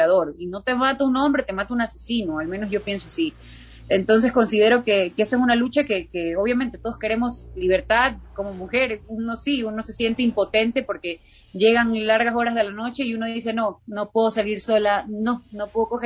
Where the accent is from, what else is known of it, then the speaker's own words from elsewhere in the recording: Ecuador; como mujer, como artista ecuatoriana, son cosas que te tocan